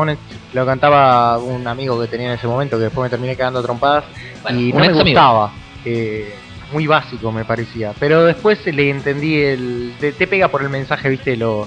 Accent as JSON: {"language": "Spanish", "country": "Argentina", "said": "El hecho de lo afable que somos los argentinos, lo amigueros, el saludarnos con un beso, el darnos un abrazo."}